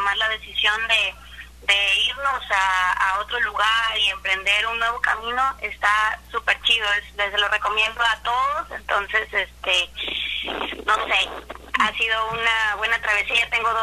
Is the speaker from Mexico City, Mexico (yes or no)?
no; Colima, Mexico; Pues yo soy de Colima, capital